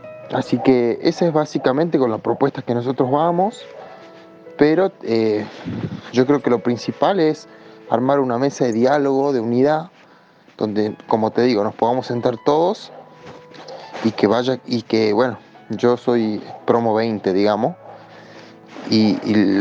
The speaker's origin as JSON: {"language": "Spanish", "town": "El Carmen", "region": "Jujuy", "country": "Argentina", "said": "soy de Jujuy, de una localidad del interior que se llama El Carmen."}